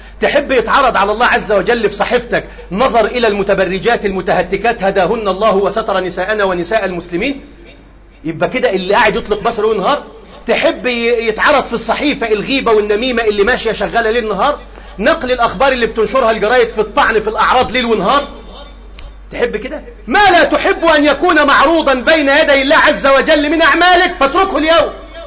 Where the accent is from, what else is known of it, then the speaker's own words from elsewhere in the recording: Egypt; اللهم احفظ بلدنا مصر